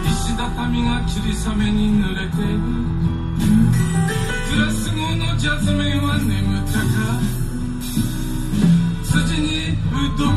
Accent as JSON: {"language": "Chinese", "country": "Taiwan", "said": "跟他介绍说我是台湾来的这样。"}